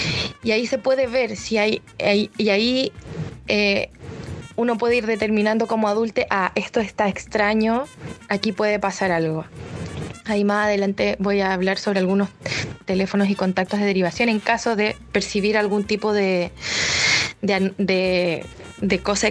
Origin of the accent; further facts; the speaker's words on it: Chile; es algo muy de nosotros como chilenos